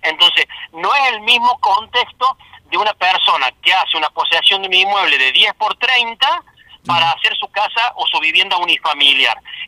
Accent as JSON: {"language": "Spanish", "town": "Salsipuedes", "region": "Córdoba", "country": "Argentina", "tie": "born or raised there", "said": "Nosotros, los nacidos y criados en Salsipuede, la conocemos"}